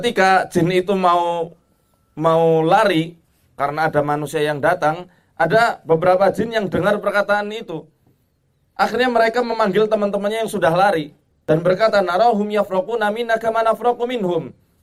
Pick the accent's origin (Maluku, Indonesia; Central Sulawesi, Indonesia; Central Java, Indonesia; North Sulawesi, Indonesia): Central Java, Indonesia; Banyumas; di daerah saya di Banyumas itu, kalau antum pernah ke daerah Banyumas